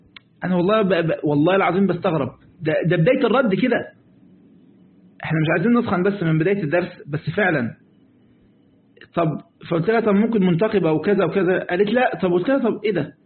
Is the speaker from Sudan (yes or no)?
no; Egypt; وإحنا جماعة عندنا في مصر المركب اللي لا ريسين تغرق